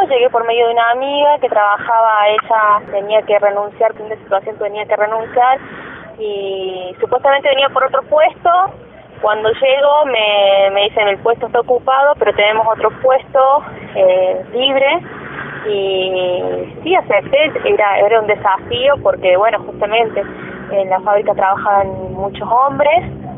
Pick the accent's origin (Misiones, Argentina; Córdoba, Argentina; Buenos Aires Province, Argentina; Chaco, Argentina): Córdoba, Argentina; Villa Giardino; born there; Nací aquí en Villa Yardino.